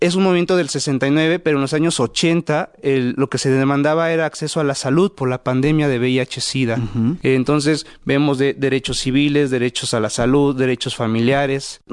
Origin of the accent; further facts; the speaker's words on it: Mexico; la población LGBTI también somos población mexicana, también somos ciudadanos